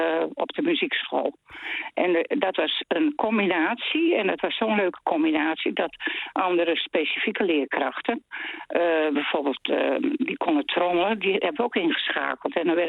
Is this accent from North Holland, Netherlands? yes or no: no; Friesland, Netherlands; Ik kom uit Friesland en er werd ook veel op bruiloft en partijen gespeeld.